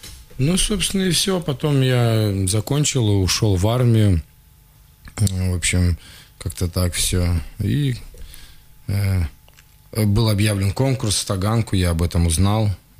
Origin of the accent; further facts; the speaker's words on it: Siberia, Russia; я из Сибири.